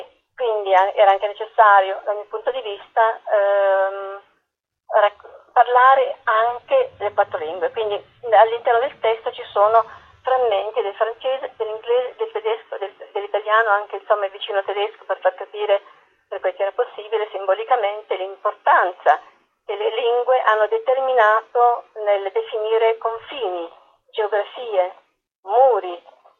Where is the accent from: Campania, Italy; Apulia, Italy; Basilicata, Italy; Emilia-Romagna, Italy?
Apulia, Italy; non avere il contatto con la mia terra, riscoprirla tardi, sono pugliese.